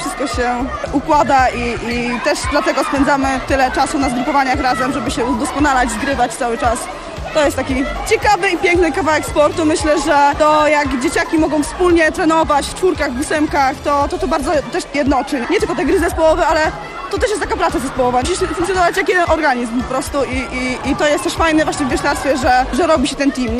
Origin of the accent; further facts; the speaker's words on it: Toruń, Kuyavian-Pomeranian Voivodeship, Poland; Z Torunia.